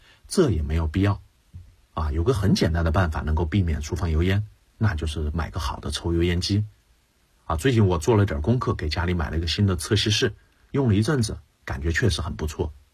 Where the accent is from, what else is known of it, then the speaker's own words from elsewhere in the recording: Sichuan, China; 那我家是四川人，川菜是重灾区中的重灾区